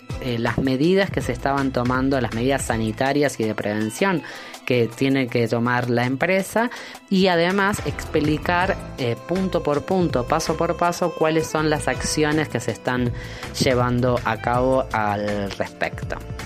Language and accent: Spanish; Argentina; porque me conmueve especialmente a mí porque soy argentina